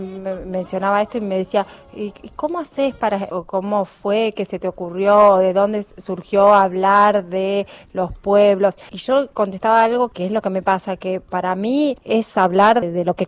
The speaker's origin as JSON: {"language": "Spanish", "town": "Rosario", "region": "Santa Fe", "country": "Argentina", "said": "somos de Rosario y también vivimos mucho tiempo, no es que nos instalamos permanentemente, pero nuestro papá vivió en Esquina, un pueblo de Corrientes"}